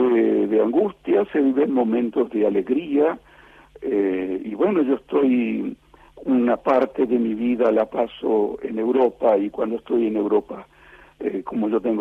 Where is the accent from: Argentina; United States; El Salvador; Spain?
Argentina; un grande abrazo para todos mis compatriotas y mi gente querida de la Argentina.